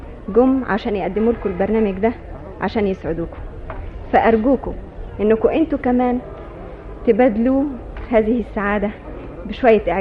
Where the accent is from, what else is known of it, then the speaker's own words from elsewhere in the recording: Egypt; فوقفت على المسرح وشكرته مش كمصرية بس، لكن باسم مصر